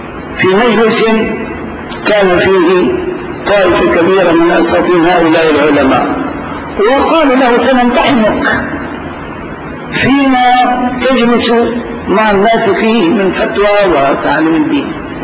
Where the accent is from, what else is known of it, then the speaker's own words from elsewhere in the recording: Damascus, Damascus Governorate, Syria; نعم، أيضا بلدتنا دمشق هكذا